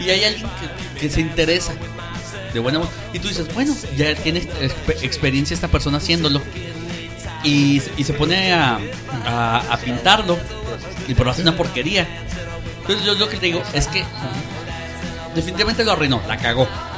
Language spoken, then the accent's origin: Spanish; Ciudad Juárez, Chihuahua, Mexico; todos los que somos de Juárez la conocemos.